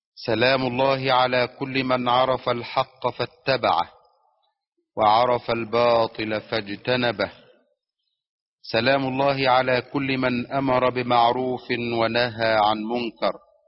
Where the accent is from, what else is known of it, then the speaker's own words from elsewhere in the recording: Egypt; أن تحفظ بلدنا مصر من كل سوء